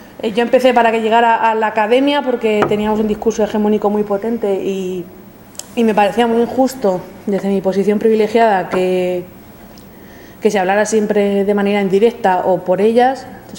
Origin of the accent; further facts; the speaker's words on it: Cuenca, Castilla-La Mancha, Spain; En mi caso, Castilla-La Mancha, porque yo soy de Cuenca, pues si no lo habíais notado con el acentaco que tengo.